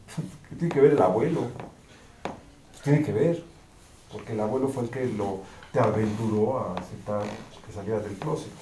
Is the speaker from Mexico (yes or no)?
yes; Mexico; Salvaje es una historia basada en el barrio en el que crecí. Yo vengo de Barrio Bravo, ¿no? Es muy triste que me hablen en inglés cuando soy mexicano de 20 generaciones